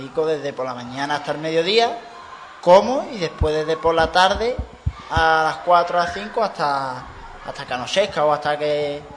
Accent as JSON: {"language": "Spanish", "town": "Ubrique", "region": "Andalusia", "country": "Spain", "tie": "born or raised there", "said": "venga ese concurso Ubrique y además que pueda torear yo en mi pueblo y sea un gran día"}